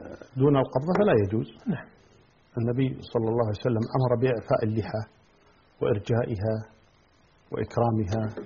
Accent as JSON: {"language": "Arabic", "country": "Kuwait", "said": "يعني الآن مثلا عندنا في الكويت كمثال،"}